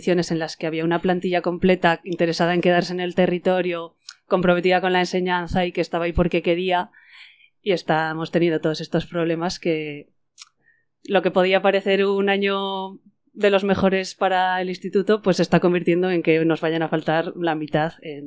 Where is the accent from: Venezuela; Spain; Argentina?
Spain; Zaragoza, Aragon; yo soy de Zaragoza, entonces en Aragón sí que es un centro igual más